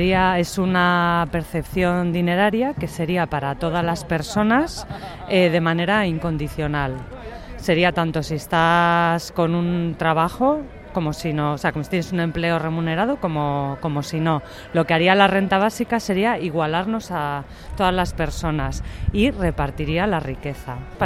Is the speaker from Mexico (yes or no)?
no; Cantabria, Spain; vengo de Cantabria reclamando una renta básica ya.